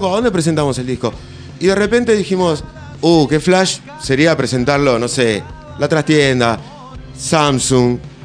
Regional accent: Buenos Aires, Argentina; Nosotros somos de Capital, pero la cosa se fue moviendo para allá, con gente de allá. Ahora también estamos volviendo a la Capital.

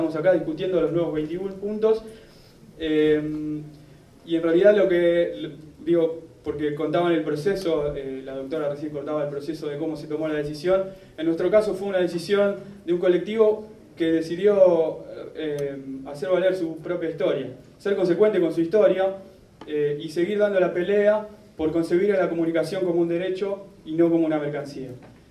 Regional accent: Morón, Buenos Aires Province, Argentina; son abogados locales de allá donde somos nosotros, de Morón

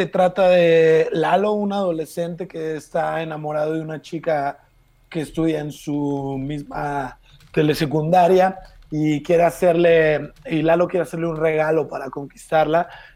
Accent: Irapuato, Guanajuato, Mexico; yo nací allá. Yo crecí en Irapuato. Irapuato está cerca de Salamanca, 15 minutos, donde está la refinería. Y yo voy seguido a Irapuato a ver a familiares y amigos

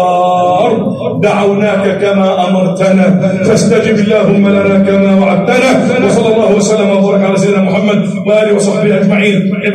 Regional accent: Egypt; اجعل بلدنا مصر أمنا أمانا، سخاء رخاء

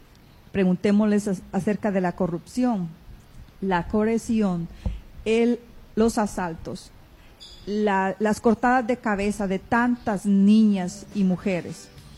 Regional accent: Guatemala; Me considero guatemalteca

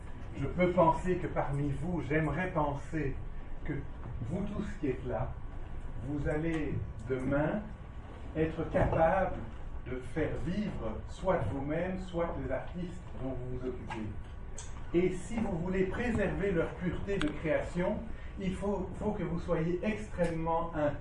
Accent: Belgium; chez nous, en Belgique

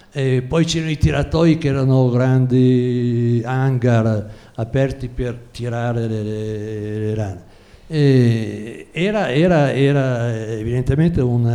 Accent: Schio, Veneto, Italy; Io vengo da Vicenza, Schio

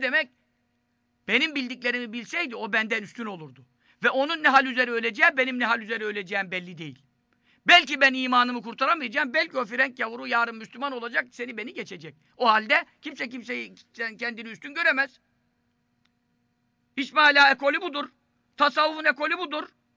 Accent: Istanbul, Turkey; Şimdi ben Fatih Çarşamba'da doğdum, büyüdüm. 40 senelik Çarşambalıyız diyelim.

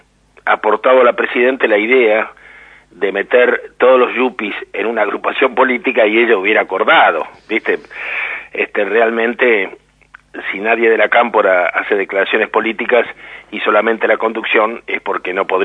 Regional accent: La Pampa, Argentina; Yo vengo de La Pampa y sorprende ver cómo se desmorona la industria local

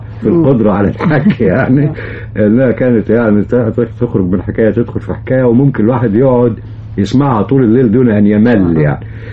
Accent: Giza, Giza Governorate, Egypt; وولدت في الجيزة جنب القاهرة على طول يعني، وربيت هناك. ولكن والدي ووالدتي رحمة الله عليهم من الكرنك، من الأقصر يعني.

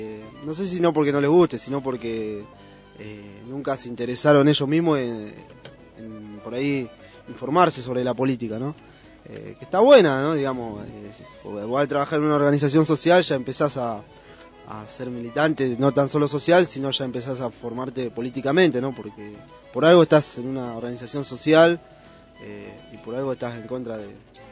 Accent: Luján, Buenos Aires Province, Argentina; Yo soy de acá, de Luján, de Luján.

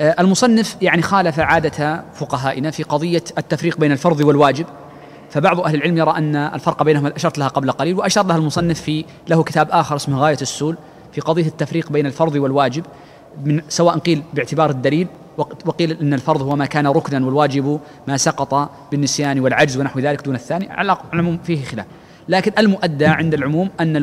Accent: Mecca, Makkah Province, Saudi Arabia; موجود عندنا في مكة

